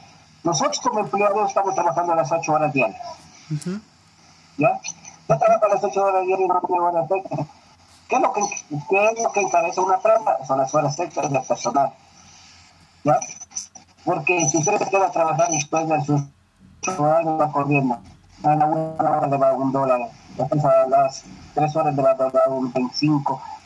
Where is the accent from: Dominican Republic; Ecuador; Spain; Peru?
Ecuador; Nosotros somos tan ecuatorianos que no sabemos.